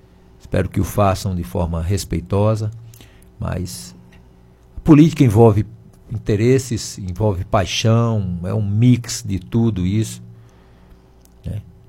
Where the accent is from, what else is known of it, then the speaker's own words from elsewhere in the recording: Campos Sales, Ceará, Brazil; aos meus conterrâneos da minha terra. Conterrâneo da minha terra foi legal